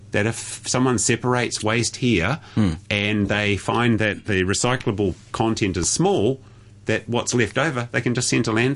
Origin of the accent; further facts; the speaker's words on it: New Zealand; The fun thing as a Kiwi angle was, is these, and I put a post on my own Facebook page, is there's all these plastic milk cartons there. From New Zealand.